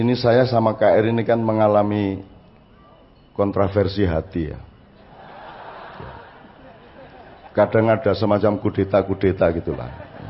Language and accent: Indonesian; Jombang, East Java, Indonesia; now in Yogyakarta, Indonesia; Makanya saya ke Jogja dari Jombang